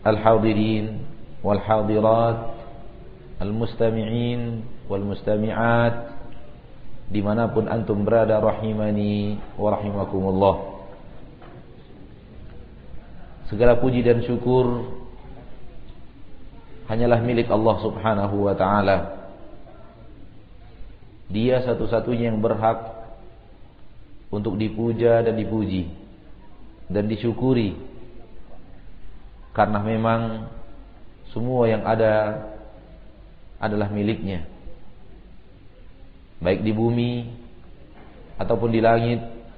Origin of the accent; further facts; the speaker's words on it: Pekanbaru, Riau, Indonesia; also born or lived in Bukittinggi; Oleh karena itu saya sudah besar di Pekanbaru dan meninggalkan Bukit Tinggi dari umur 4 tahun.